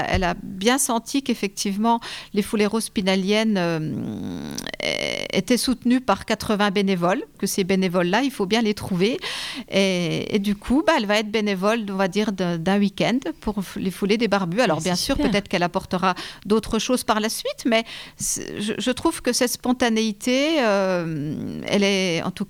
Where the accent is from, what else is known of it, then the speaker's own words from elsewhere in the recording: Épinal, Grand Est, France; Je parle pour Épinal parce que je suis d'Épinal.